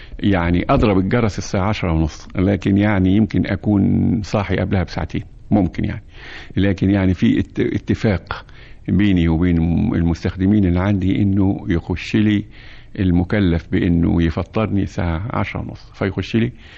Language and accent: Arabic; Egypt; وأنا مش عاوز أنكر أيضا فضلنا احنا كمصريين